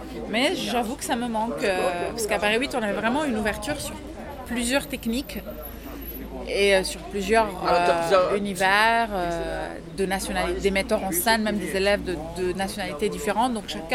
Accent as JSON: {"language": "French", "country": "Lebanon", "moved": "yes", "lives_now": "France", "said": "Non, non, je suis originaire du Liban."}